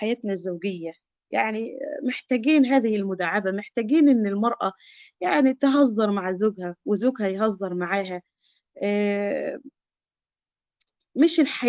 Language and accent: Arabic; Egypt; يعني احنا عندنا في مصر هذه الكلمة يعني بتعد من الكلمات يعني معيوبة